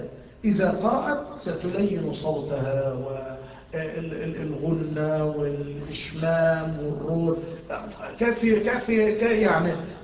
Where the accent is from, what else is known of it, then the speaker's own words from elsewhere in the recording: Mansoura, Dakahlia, Egypt; يعني عندنا في المنصورة